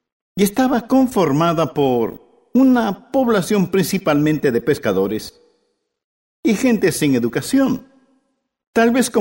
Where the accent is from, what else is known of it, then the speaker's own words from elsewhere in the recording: West Palm Beach, Florida, United States; yo soy de la Florida. Yo nací en la Florida. Crecí en la Florida y quería, cuando muriera, morir en la Florida.